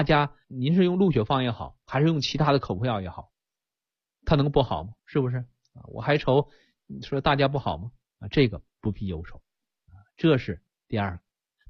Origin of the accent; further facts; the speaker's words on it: China; 您看我们中国人，我们黄皮肤黑头发